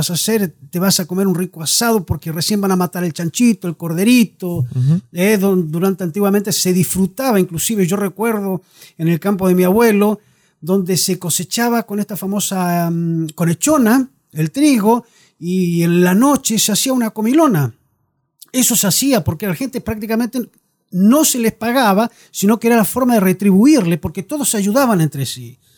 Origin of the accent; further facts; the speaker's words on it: La Unión, Los Lagos, Chile; born there; accent: Chilean; moved away as an adult; A pesar del acento, chileno. Me he ido muy joven desde acá, de esta región. Soy nacido específicamente en La Unión